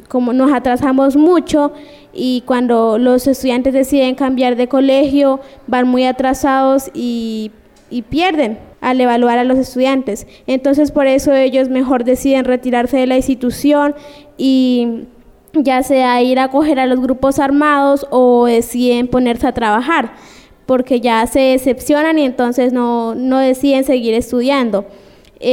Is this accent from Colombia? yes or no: yes; Villa Garzón, Putumayo, Colombia; del departamento del Putumayo, del municipio de Villa Garzón